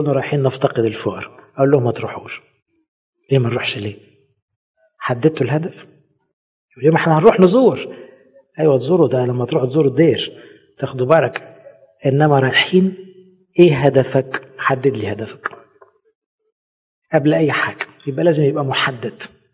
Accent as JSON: {"language": "Arabic", "country": "Egypt", "said": "واحنا مصريين برضو"}